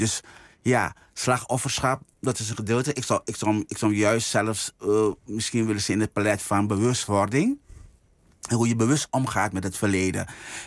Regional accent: Suriname; Ik kom niet uit Amerika, ik kom niet uit Brazilië, ik kom niet uit China. Maar ik kom uit Suriname.

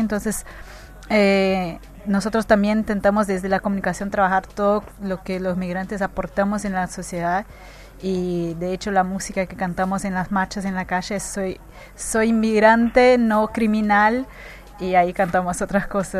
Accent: Brazil; Spanish is a second language; yo como brasileña, si hablas uno y otro, yo entiendo los dos.

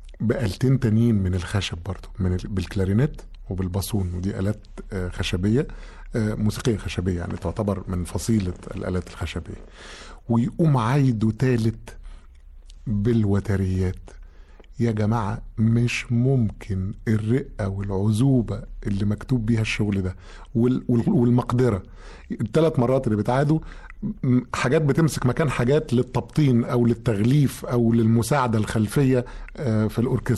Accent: Egypt; انا عارف مزيكتنا، انا مصري ومصري نقول اراري

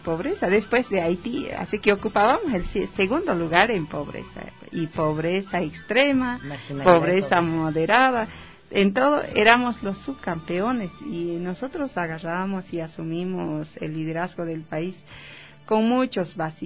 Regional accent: Bolivia; seguir liderando el tema económico en mi país, el corazón de Sudamérica, como lo denominamos nosotros, el Estado Plurinacional de Bolivia.

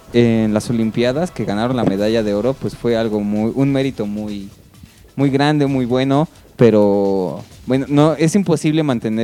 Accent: Mexico; Es que nosotros como mexicanos somos, pues somos considerados como chaparritos

